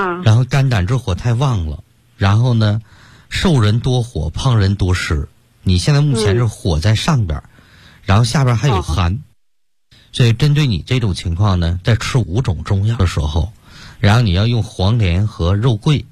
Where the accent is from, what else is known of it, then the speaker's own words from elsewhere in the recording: Sichuan, China; 包括现在我们四川人爱吃这个辣的